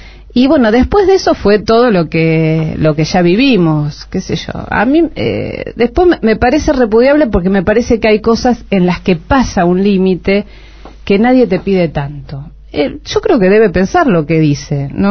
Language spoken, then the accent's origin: Spanish; General Rodríguez, Buenos Aires Province, Argentina; Yo soy de General Rodríguez, esto, algunos se ríen que dicen, ah, bueno, es cerca de la capital, pero General Rodríguez...